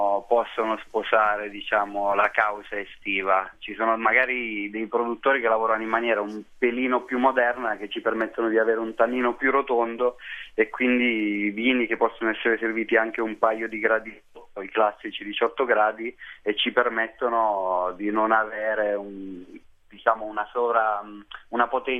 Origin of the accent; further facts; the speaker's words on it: Basilicata, Italy; io vengo dal Vulture, che produceva Aglianico, e il primo bicchiere è stato l'Aglianico del...